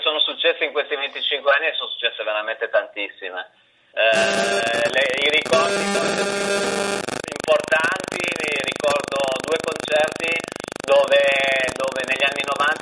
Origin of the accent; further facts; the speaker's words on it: Cuneo, Piedmont, Italy; Io, Riccardo e Cristiano veniamo dalla provincia d'Italia, da una delle tante province d'Italia, da Cuneo, che è un paese a sud di Torino, vicino ai Monti, un luogo dove non ci sono molti stimoli culturali